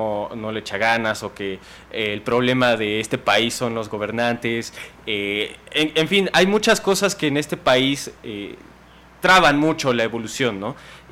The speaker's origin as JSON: {"language": "Spanish", "country": "Mexico", "said": "ahí sí todos somos mexicanos y festejamos el 16 y somos muy muy patriotas"}